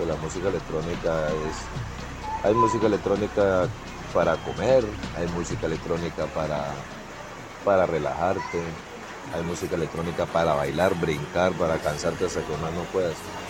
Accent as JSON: {"language": "Spanish", "town": "Puerto Asís", "region": "Putumayo", "country": "Colombia", "tie": "born or raised there", "said": "yo soy de Puerto Asís, Putumayo, toda la vida nacido y criado aquí en Putumayo. Siempre he estado como muy, muy en mi pueblo"}